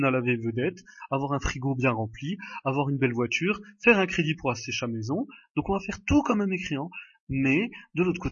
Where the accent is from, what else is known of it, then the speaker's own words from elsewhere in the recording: France; born there; nous les Marocains, quand on va au consulat du Maroc, si vous êtes donc comme moi je suis né en France